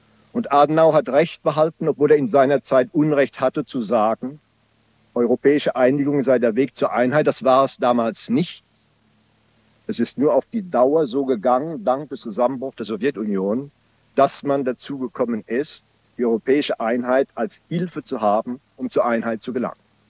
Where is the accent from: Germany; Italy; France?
France; German is a second language; vom Oberbürgermeister meiner Heimatstadt aus meinem Heimatland Frankreich eingeladen zu werden